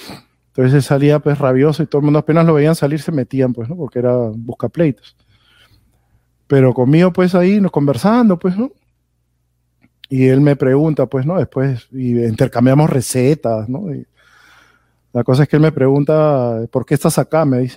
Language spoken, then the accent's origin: Spanish; Peru; Entonces yo le dije, bueno, yo soy de Perú, le dije.